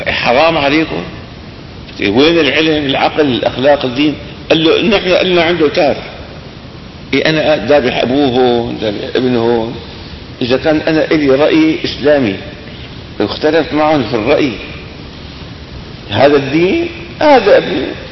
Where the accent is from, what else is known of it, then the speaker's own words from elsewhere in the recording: Damascus, Damascus Governorate, Syria; هذا كان رئيس وزراء وكان له وزن عندنا في دمشق